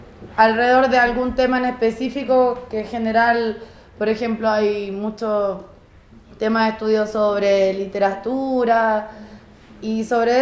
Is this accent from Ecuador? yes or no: no; Chile; yo soy chilena, ando de viaje, soy viajera hace un buenos años ya.